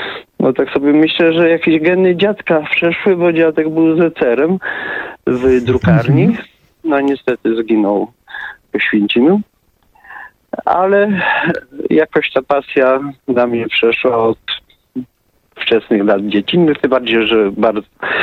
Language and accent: Polish; Iwonicz-Zdrój, Subcarpathian Voivodeship, Poland; bo właśnie u mnie w Iwolniczu-Zdroju zamknięto księgarnię.